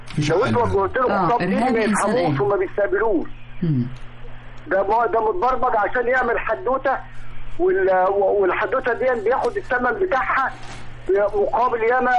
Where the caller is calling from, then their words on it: Alexandria, Alexandria Governorate, Egypt; انا بكلم حضرتك من اسكندريه